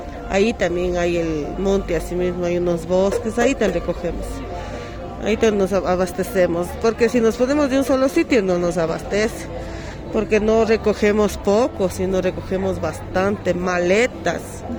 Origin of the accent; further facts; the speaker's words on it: Quito, Pichincha, Ecuador; yo soy de aquí, de la ciudad de Quito, soy yo, de aquí del barrio la Nueva Aurora Alta, que está en la parroquia La Libertad.